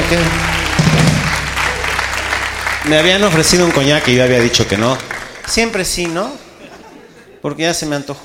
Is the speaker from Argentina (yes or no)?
no; Mexico; los mexicanos somos cojelones